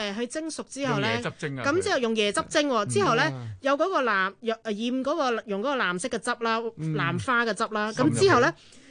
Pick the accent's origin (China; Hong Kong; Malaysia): Malaysia; Kuala Lumpur; moved away as an adult; 我係老吉隆坡，即係我真係吉隆坡土生土長噶嘛。